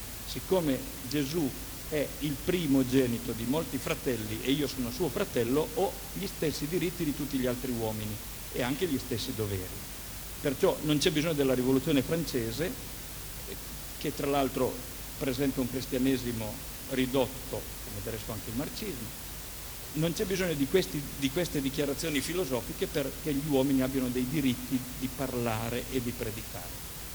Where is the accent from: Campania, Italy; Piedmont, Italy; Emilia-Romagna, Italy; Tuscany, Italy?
Piedmont, Italy; Turin; sono di Torino. Io ritengo, sono cristiano